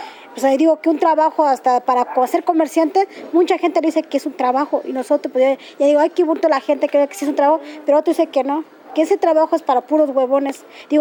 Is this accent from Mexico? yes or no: yes; Santiago Mexquititlán, Querétaro, Mexico; moved away; Nosotros vinimos del estado de Querétaro, municipio Amealco, Santiago Mixtitlán.